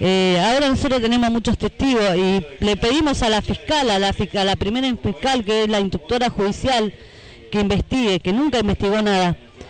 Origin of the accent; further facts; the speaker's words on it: Merlo, Buenos Aires Province, Argentina; Nosotros somos del partido de Merlo. Esto pasó en el barrio Parque del Sol de Merlo.